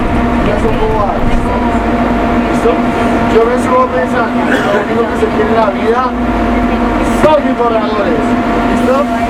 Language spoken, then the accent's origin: Spanish; Colombia; yo soy colombiano.